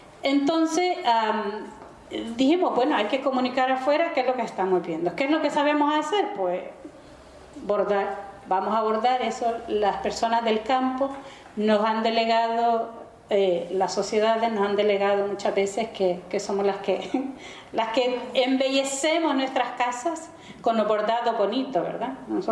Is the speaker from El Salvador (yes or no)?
yes; Chalatenango, El Salvador; soy del departamento de Chalatenango, al norte de El Salvador. Soy de familia campesina, soy una campesina, aunque ahora no laboro la tierra, pero bueno, es parte del desarraigo que tenemos muchas personas. En el 81 fui a parar a Mesa Grande.